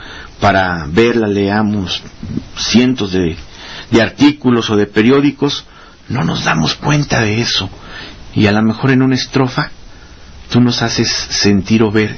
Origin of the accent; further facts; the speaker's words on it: Mexico; da pena como mexicanos